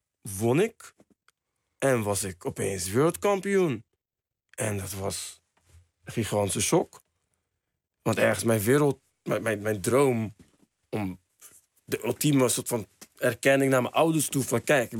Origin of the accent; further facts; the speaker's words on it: Spain; Dutch is a second language; Oké, ik kom uit Spanje, ik ben wereldkampioen.